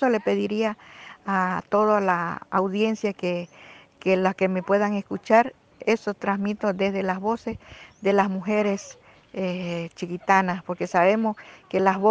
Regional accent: Bolivia; Como bolivianos más que todo, y más que todo como pueblos indígenas, como mujeres indígenas, como mujer indígena chiquitana

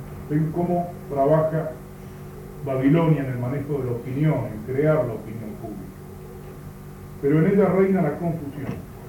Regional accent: Argentina; Bien nos valga la experiencia histórico-política nuestra como argentinos de los últimos 6 años.

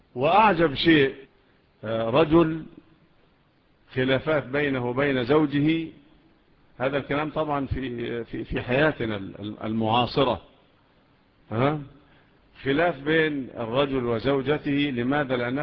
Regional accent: Egypt; والقضاء عندنا في مصر إلى الآن

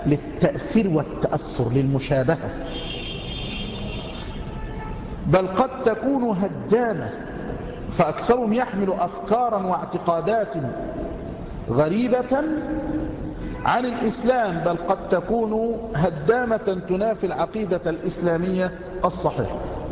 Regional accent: Egypt; خاصة عندنا في مصر من نساء مصر

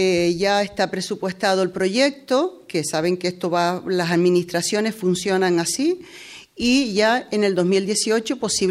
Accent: Mancha Blanca, Canary Islands, Spain; me quedé con Mancha Blanca, con Guiwan en este caso. Porque es mi pueblo, porque he trabajado aquí

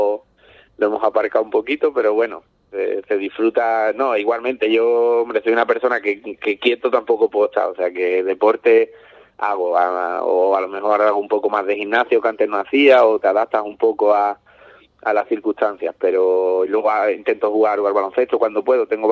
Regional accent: Ubrique, Andalusia, Spain; porque sí que es verdad que yo soy muy de Ubrique, me gusta mucho Ubrique

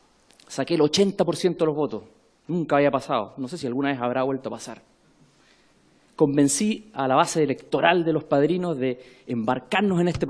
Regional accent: Temuco, Araucanía, Chile; accent: Temuco; Yo soy nacido y criado en la ciudad de Temuco, en el sur de Chile, y espero que mi acento temuquense no me prohíba de poder comunicarme con ustedes.

